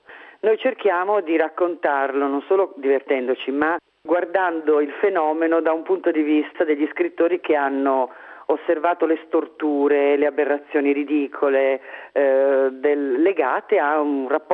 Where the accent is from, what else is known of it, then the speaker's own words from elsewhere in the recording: Milan, Lombardy, Italy; now in Rome, Italy; noi abitiamo qui, siamo milanesi che vivono a Roma.